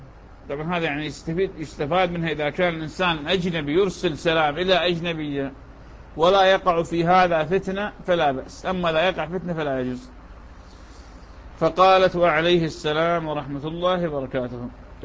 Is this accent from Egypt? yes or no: no; Iraq; accent: Iraqi; يعني هذا المسعر شلون في لهجتنا العراقية